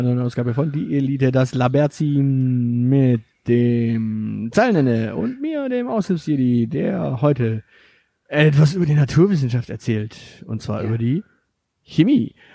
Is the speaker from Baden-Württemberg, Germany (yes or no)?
yes; Stuttgart, Baden-Württemberg, Germany; Ja, ich bin in Stuttgart aufgewachsen